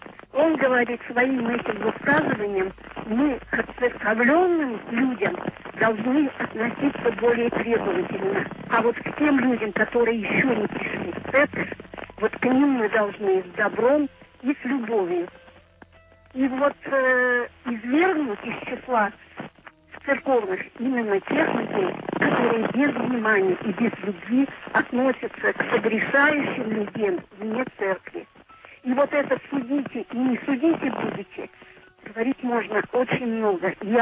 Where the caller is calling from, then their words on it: Severodvinsk, Arkhangelsk Oblast, Russia; Да, я из Северодвинска, но у нас накладывается звук, поэтому диалога не получается